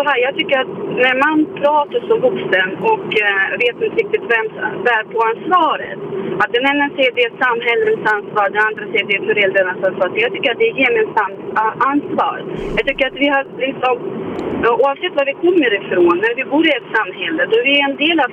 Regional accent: Russia; now in Sweden; nu har jag inte växt upp i Sverige. Jag kommer ursprungligen från Ryssland.

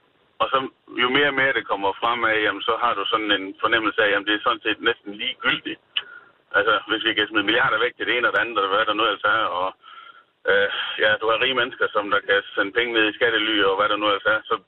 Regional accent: Jutland, Denmark; Jeg kommer fra Jylland af

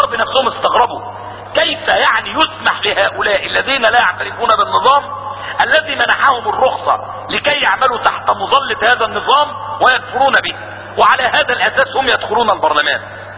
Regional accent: Syria; عندنا في سوريا

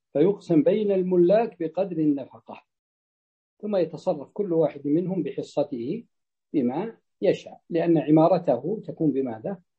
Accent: Najd, Saudi Arabia; تجد أن حتى عندنا في نجد عندما تفتح السدود تفتح فتأتي إلى المزارع

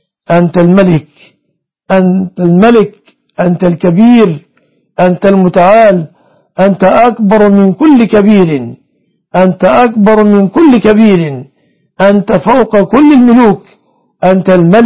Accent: Egypt; اللهم احفظ بلادنا مصر وسائر بلاد المسلمين

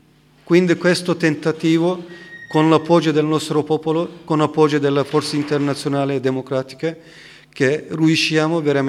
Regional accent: Turkey; Italian is a second language; anche io sono turco, non sono curdo.

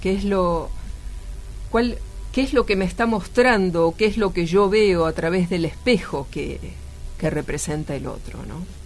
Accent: Buenos Aires, Argentina; yo nací y crecí en Buenos Aires, ¿no?, en la capital, pero hace poco tiempo que volvía

